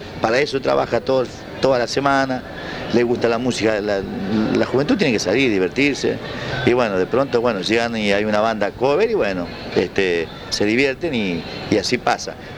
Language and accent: Spanish; Santa Fe, Argentina; No creía que de mi Santa Fe podría ocurrir eso